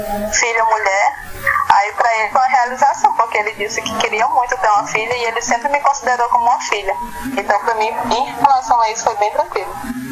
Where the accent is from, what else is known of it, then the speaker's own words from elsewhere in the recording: Plácido de Castro, Acre, Brazil; now in Rio Branco, Brazil; eu sou de Plácido de Castro. Eu nasci lá, né? Uhum. Me criei lá também. Aí foi quando eu terminei o ensino médio, passei um ano parado aí. Foi quando eu decidi vir.